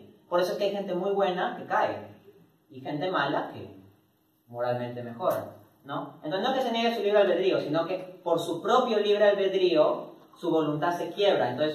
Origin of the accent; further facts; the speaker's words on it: Peru; born there; yo nací en Perú, yo no elegí nacer en Perú, ¿no? Actúo dentro de ese contexto en que nací en Perú.